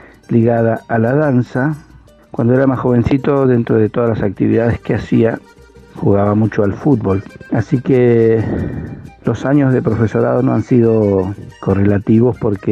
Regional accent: Argentina; este arte que nos representa como argentinos

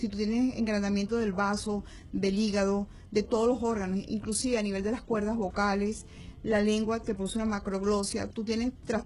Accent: Venezuela; Todos somos venezolanos y tenemos el mismo derecho, que es la salud.

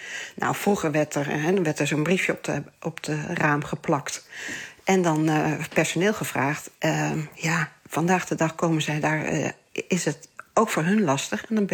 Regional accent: Gelderland, Netherlands; Ik kom natuurlijk zelf uit de Betuwe. Ik ben geboren in de Betuwe.

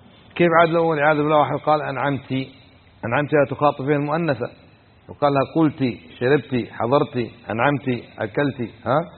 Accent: Kuwait; كان عندنا في الكويت

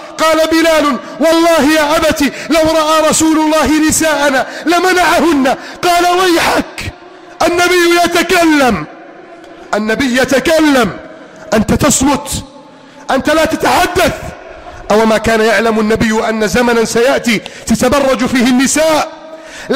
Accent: Egypt; واجعل بلدنا مصر آمنا مطمئنا سخاء رخاء عظيما منتصرا كبيرا

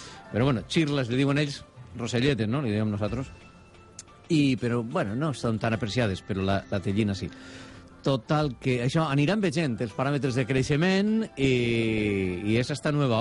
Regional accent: Gandia, Valencian Community, Spain; Dels que som de Gandia

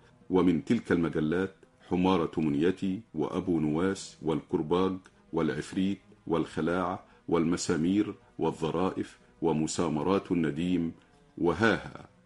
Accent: Egypt; وصحافة الفكاهة عندنا في مصر

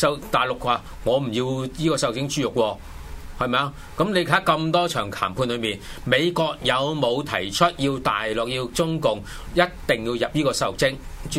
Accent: Hong Kong; 我哋而家依個，而家我哋其實香港人應該對依種咁嘅現象，即係一啲都唔係新喎。

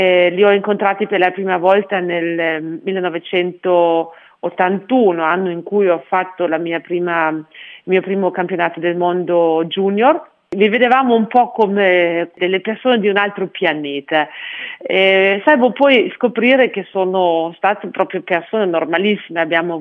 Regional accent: Germany; questo paese, il mio paese d'origine, si potesse di nuovo mettere insieme, unificare, ecco.

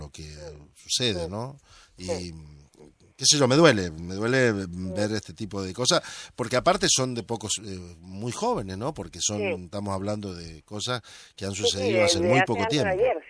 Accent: Argentina; now in Spain; yo soy argentino y hace 6 años que vivo aquí en España

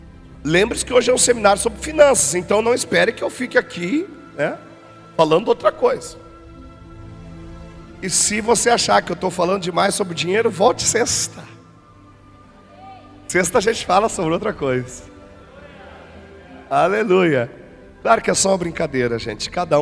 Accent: Rio Grande do Sul, Brazil; Eu sou gaúcho e não abro mão disso.

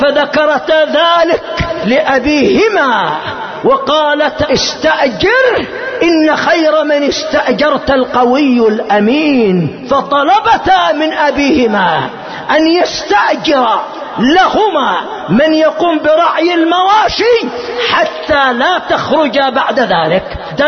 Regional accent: Yemen; ما حصل عندنا في اليمن قبل مدة قريبة

